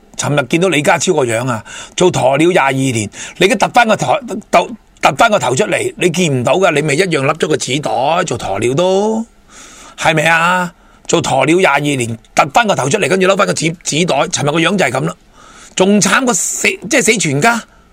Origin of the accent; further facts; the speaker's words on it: Hong Kong; 我哋香港人仲有乜嘢路可以行。